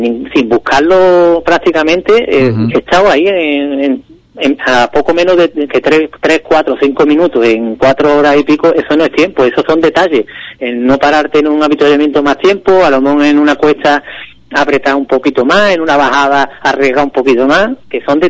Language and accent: Spanish; Ubrique, Andalusia, Spain; yo creo que es ideal para nuestro entorno, para las personas que somos de Ubrique